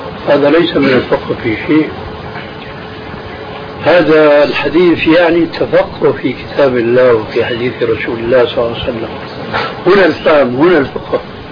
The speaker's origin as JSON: {"language": "Arabic", "country": "Syria", "said": "كلنا نحن سوريين نعرف"}